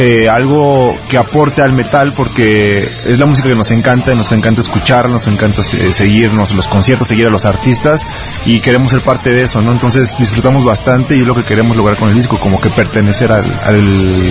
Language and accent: Spanish; Irapuato, Guanajuato, Mexico; somos de Irapuato